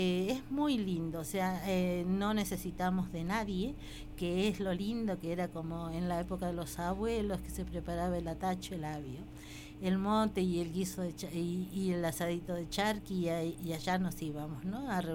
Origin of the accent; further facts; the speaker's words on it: Jujuy, Argentina; en la Puna, de donde yo soy, de la cuenca de los Pozuelos, se han preocupado mucho en dejarnos totalmente aislados, marginados